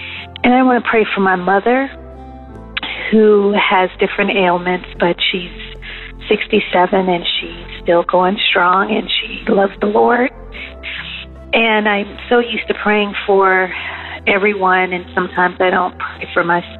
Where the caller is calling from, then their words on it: Maryland, United States; I'm calling from the Maryland area.